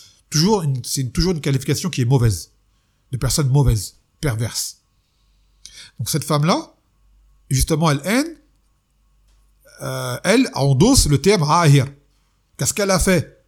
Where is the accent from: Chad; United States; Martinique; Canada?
Martinique; je suis martiniquais, et depuis avant l'islam, il y a chez nous des histoires qui touchent à ce genre de choses